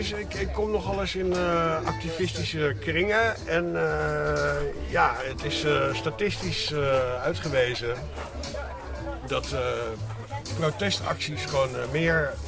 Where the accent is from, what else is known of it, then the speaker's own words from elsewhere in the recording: Amsterdam, North Holland, Netherlands; born there; mijn geboortegrond is begraven onder Amsterdam Zuidoosten.